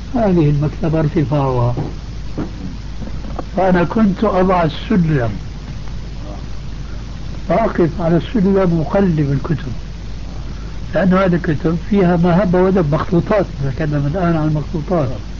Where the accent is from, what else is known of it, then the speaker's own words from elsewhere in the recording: Damascus, Damascus Governorate, Syria; كما يقال عندنا في دمشق